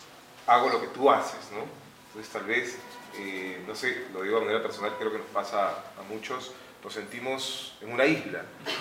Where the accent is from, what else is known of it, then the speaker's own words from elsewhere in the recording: Lima, Peru; yo vengo desde Huaraz, o sea, soy de Lima pero trabajo allá